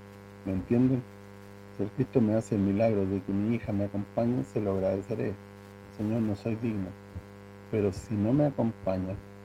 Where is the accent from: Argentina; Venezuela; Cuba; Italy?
Italy; Sicily; Spanish is a second language; Esto es lo que me queda por hacer en mi tierra, en Sicilia y también en Latinoamérica, junto a ustedes.